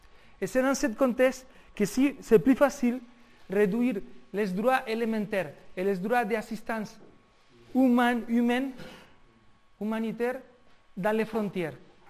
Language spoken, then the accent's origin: French; Spain; moi, en tant qu'Espagnol, moi, je paye des impôts